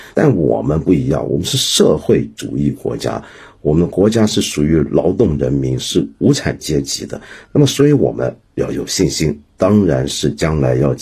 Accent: Hong Kong; 所以我们香港人工时过长是早就是一个家常便饭了

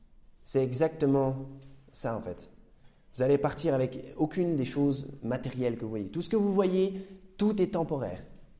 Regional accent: Besançon, Bourgogne-Franche-Comté, France; born there; Moi, je suis né à Besançon, à la maternité, il y a une trentaine d'années

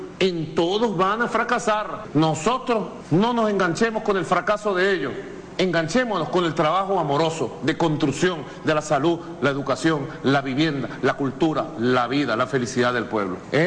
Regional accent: Venezuela; Y yo lo repudio, primero como venezolano, como ser humano de esta patria

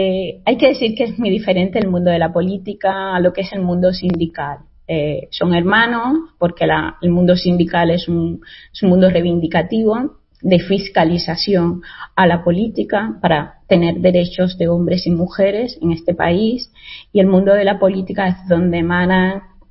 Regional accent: Cuba; now in Spain; yo soy inmigrante, o sea, todo hay que decirlo. Soy cubana y se ve físicamente racializada, una mujer racializada, y nunca he escondido de dónde provengo

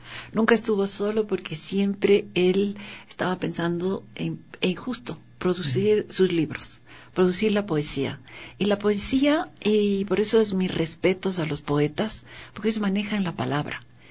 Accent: Quito, Pichincha, Ecuador; Porque yo, para mí era Quito, mi ciudad, mi país, mi continente, mi todo.

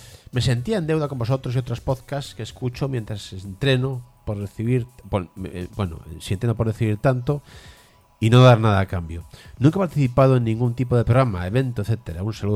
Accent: Galicia, Spain; now in Madrid, Spain; Soy un gallego viviendo en Madrid

